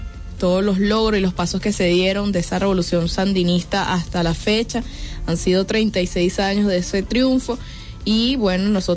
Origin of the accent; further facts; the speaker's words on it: Venezuela; cuáles son los juegos que nos hacen felices y que nos identifican como venezolanos